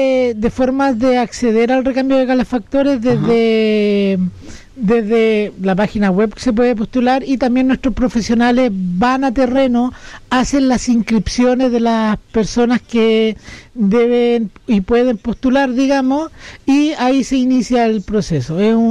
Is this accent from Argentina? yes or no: no; Catemu, Valparaíso, Chile; yo vengo del Valle de la Aconcagua, de Catemu, y allá hace bastante más frío